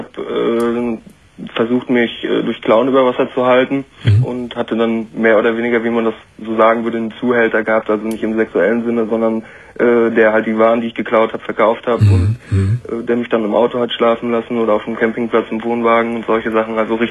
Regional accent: Rostock, Mecklenburg-Vorpommern, Germany; dann war die Wende damals zu der Zeit, ich komme aus Rostock ehemals, und das war ziemlich viel.

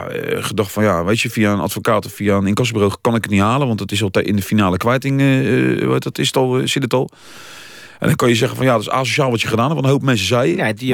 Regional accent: The Hague, South Holland, Netherlands; born there; ik ben geboren in het Zuiderpark of naast het Zuiderpark.

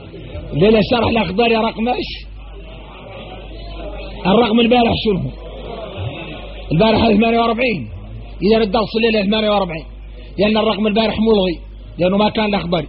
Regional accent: Mauritania; يا غير احنا موريتاني

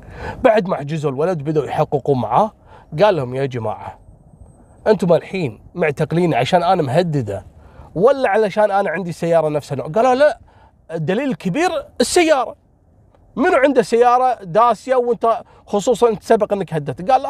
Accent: Kuwait

